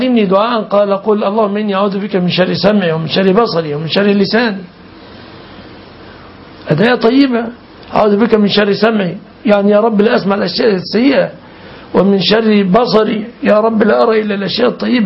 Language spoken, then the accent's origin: Arabic; Egypt; عندنا في مصر ما يفهمون المعاني كثيرا.